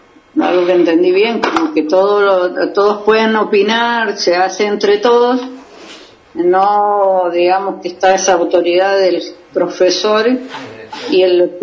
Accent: Mendoza, Argentina; yo soy de Mendoza y bueno, estoy acá con un día bastante frío y nublado

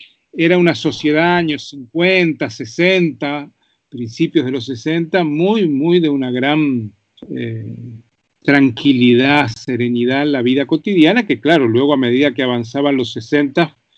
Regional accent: Montevideo, Uruguay; born there; yo nací en Montevideo, efectivamente, en 1952, el año de la Guerra de Corea.

